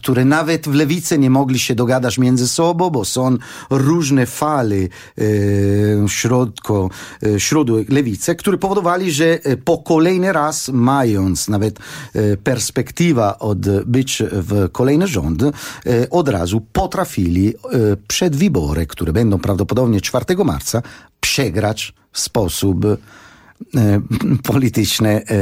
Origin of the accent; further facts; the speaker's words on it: Italy; Polish is a second language; bo pochodzę z takiego kraju, który jest fantastyczny, ten kraju, który wymyślił prawo, ta rzymska cywilizacja